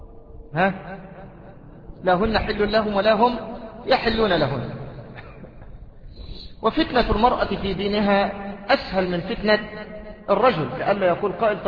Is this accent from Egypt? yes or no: yes; Mansoura, Dakahlia, Egypt; أمام بيت المحافظ عندنا في المنصورة طائفتان